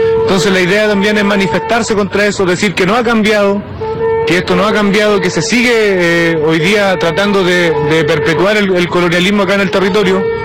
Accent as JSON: {"language": "Spanish", "town": "Nueva Imperial", "region": "Araucanía", "country": "Chile", "said": "Yo soy de Nueva Imperial, vengo del territorio que es una comunidad que se llama Huincul, bajo de ese lugar."}